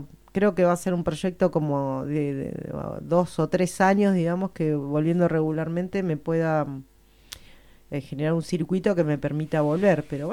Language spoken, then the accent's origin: Spanish; Spain; porque soy española.